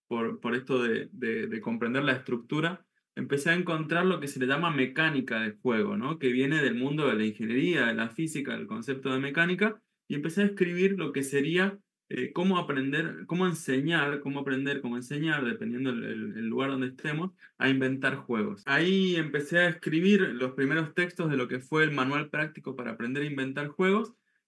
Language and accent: Spanish; Mendoza, Argentina; Y ahí llegué a Mendoza, donde yo nací, donde yo soy